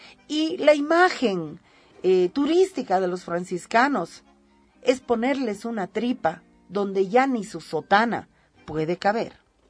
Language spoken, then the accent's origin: Spanish; Bolivia; Si nosotras como bolivianas no tenemos ese derecho